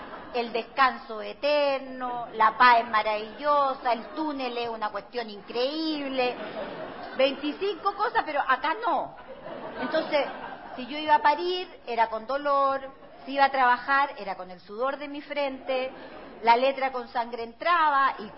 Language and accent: Spanish; Temuco, Araucanía, Chile; yo nací en Temuco, por lo tanto viví 15 años allá, yo crecí con esta frase.